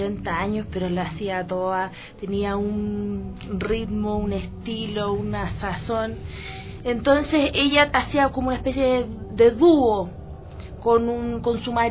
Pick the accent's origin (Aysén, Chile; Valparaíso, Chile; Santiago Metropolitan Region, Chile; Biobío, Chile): Valparaíso, Chile; nosotros... somos de Valparaíso y en Valparaíso hay gente muy loca, muy extraña